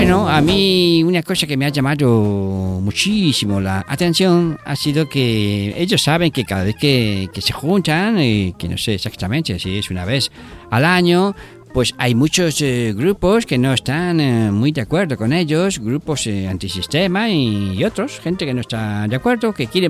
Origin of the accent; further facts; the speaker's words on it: Liverpool, North West England, United Kingdom; Spanish is a second language; soy británico. … soy de Liverpool, de la ciudad